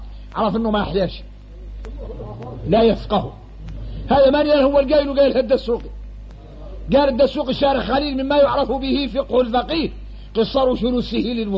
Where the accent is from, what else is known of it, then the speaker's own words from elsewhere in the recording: Mauritania; وإحنا موريتاني فاصلين في حد يطول